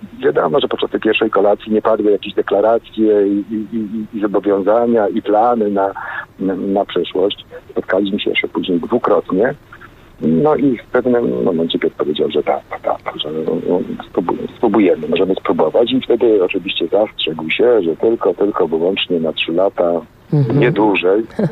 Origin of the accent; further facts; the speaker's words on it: Częstochowa, Silesian Voivodeship, Poland; ja jestem Częstochowianinem z urodzenia.